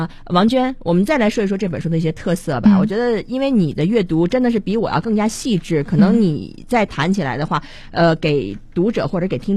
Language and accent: Chinese; Beijing, China; 我们普通人或者我们北京人老说阳历年过了